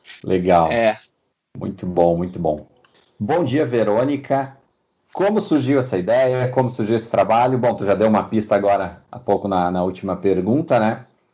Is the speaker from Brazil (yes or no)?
yes; Rio Grande do Sul, Brazil; Eu sou do Rio Grande do Sul.